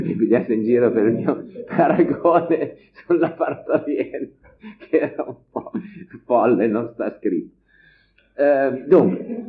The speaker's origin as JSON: {"language": "Italian", "region": "Aosta Valley", "country": "Italy", "said": "io vengo anche da una regione, come portavoce di una regione a statuto speciale, perché vengo dalla Val d'Aosta"}